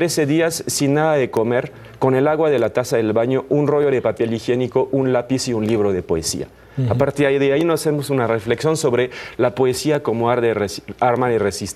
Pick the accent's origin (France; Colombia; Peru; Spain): France; Spanish is a second language; now in Mexico; Yo soy el menos francés de los franceses, y mira, llevo muchos años aquí.